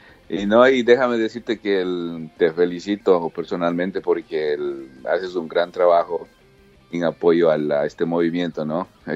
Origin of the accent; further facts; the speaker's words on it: Ecuador; Yo siendo ecuatoriano, pues apoyo mucho las bandas del Ecuador y Latinoamérica